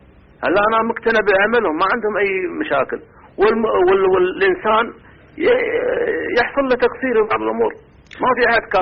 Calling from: Saudi Arabia; من السعودية

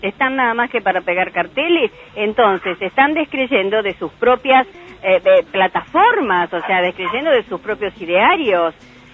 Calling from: Virrey del Pino, Buenos Aires Province, Argentina; de Virrey del Pino

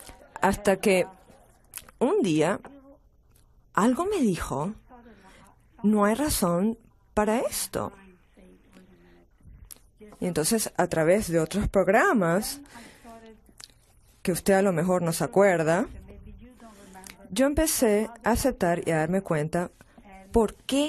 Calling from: Pennsylvania, United States; Soy de Pensilvania.

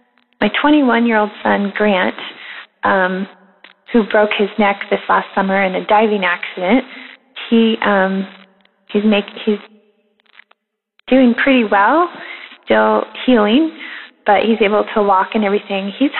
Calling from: Washington, United States; I'm calling from Washington State.

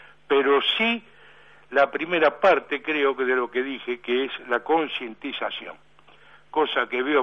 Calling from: Buenos Aires, Argentina; soy de Villa del Parque

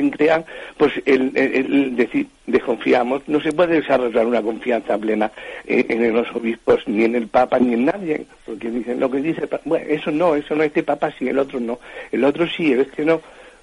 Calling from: Madrid, Community of Madrid, Spain; aquí de Madrid.

